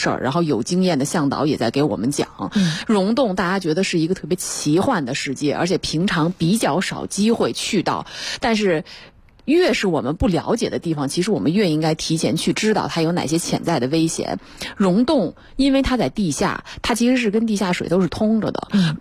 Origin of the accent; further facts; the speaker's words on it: northern China, China; 因为我是北方人哈，其实我对这种情况不是很了解